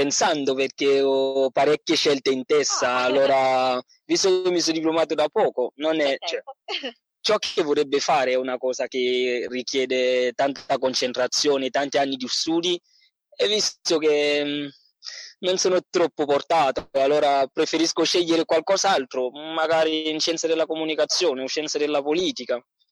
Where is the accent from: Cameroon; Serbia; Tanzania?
Cameroon; Italian is a second language; now in Salerno, Italy; Allora, vengo dal Camerun